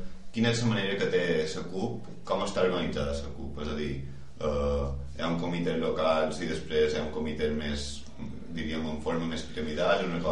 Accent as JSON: {"language": "Catalan", "region": "Balearic Islands", "country": "Spain", "said": "hi ha una frase que a nosaltres com a mallorquins ens va cridar bastant l'atenció"}